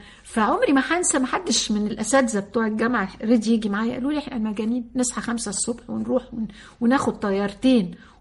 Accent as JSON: {"language": "Arabic", "town": "Sohag", "region": "Sohag Governorate", "country": "Egypt", "said": "أنا من سوهاج وبفتخر إن أنا من سوهاج. أمي من سوهاج وأبويا من أليوب … واحد القطرين"}